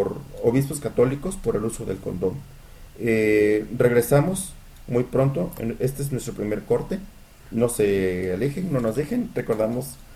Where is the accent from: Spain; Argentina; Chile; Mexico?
Mexico; para nosotros como mexicanos